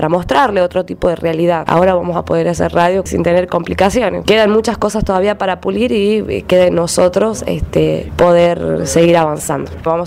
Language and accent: Spanish; Tucumán, Argentina; Bueno, hola … vengo de Tucumán, de la radio Piedra y Camino de Acheral.